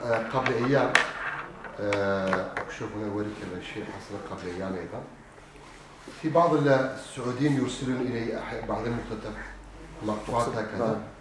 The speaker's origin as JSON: {"language": "Arabic", "country": "Turkey", "said": "فقلت أنا تركي أصلا كان عندي جواز بلجيكي"}